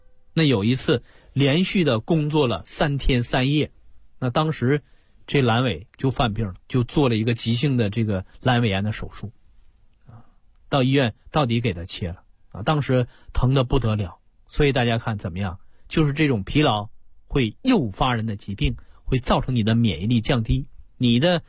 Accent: China; 这个是我们中国人自古道义上我们所推崇的。

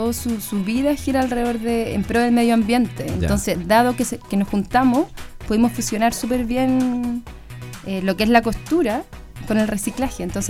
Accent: San Felipe, Valparaíso, Chile; En San Felipe, sí, somos de San Felipe. Somos locales.

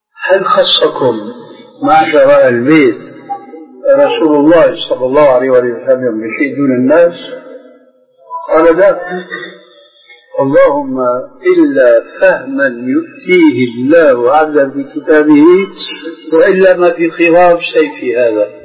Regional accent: Syria; كلنا نحن سوريين

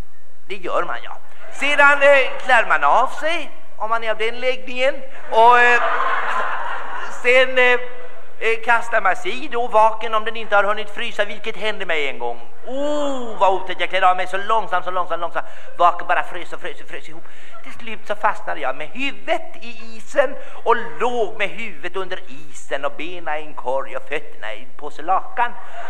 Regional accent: Kalmar, Kalmar County, Sweden; born there; Jag är ju född i Kalmar.

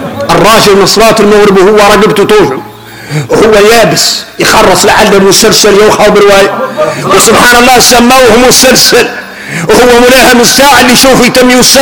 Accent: Mauritania; احنا موريتاني

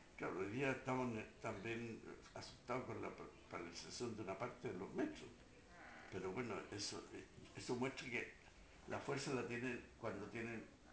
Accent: Chile; como los chilenos habíamos cambiado

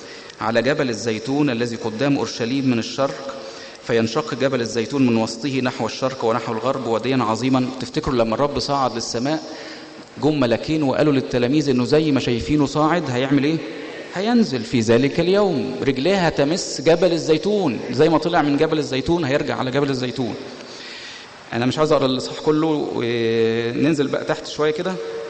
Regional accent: Egypt; انا بشوف الكلام ده مش من واقعي كمصري، كلام صعب عليا جدا. انا كمصري اتمنى ان الدنيا تبقى مش كده

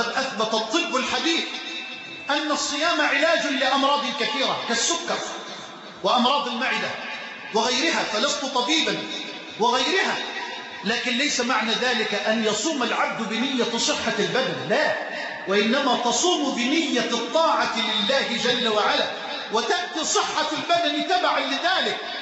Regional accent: Egypt; اللهم اجعل بلدنا مصر أمنا أمانا

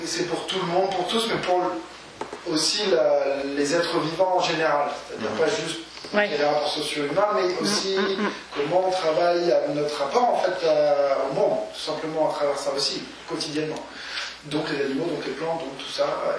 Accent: France; pour nous en tant que Français

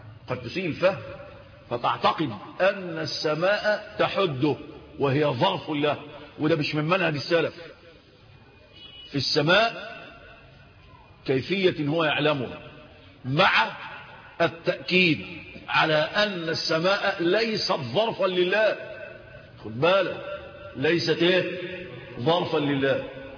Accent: Egypt; في الدلتا عندنا في مصر

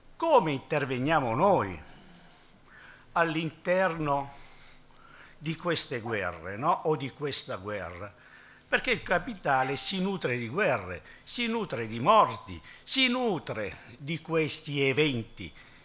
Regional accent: Taranto, Apulia, Italy; born there; io conosco Taranto, sono nato a Taranto, no?

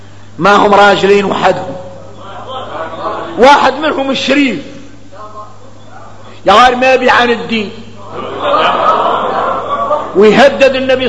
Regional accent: Mauritania; احنا نعرف الحديث متفق عليه غنى احنا موريتاني

